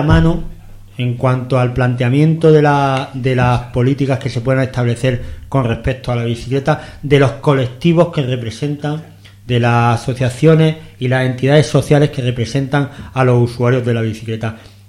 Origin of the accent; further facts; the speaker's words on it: Murcia, Region of Murcia, Spain; yo, que vengo de Murcia